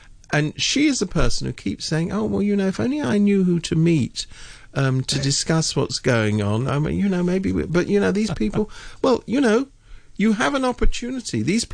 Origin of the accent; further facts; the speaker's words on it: United Kingdom; being a Brit myself.